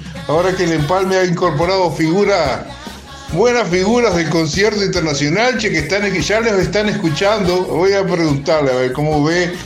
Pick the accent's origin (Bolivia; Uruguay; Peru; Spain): Bolivia; Yo soy también de Bolivia, ¿viste?